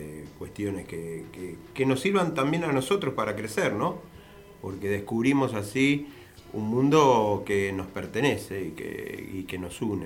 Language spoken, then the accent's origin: Spanish; Argentina; lo que tenga que ver con nosotros como país, como Argentina